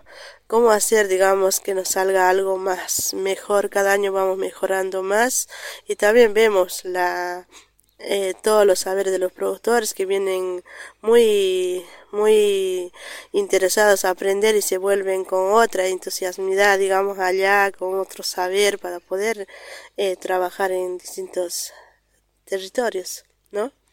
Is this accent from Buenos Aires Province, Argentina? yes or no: no; Río Colorado, Río Negro, Argentina; soy una productora de Río Colorado, Río Negro.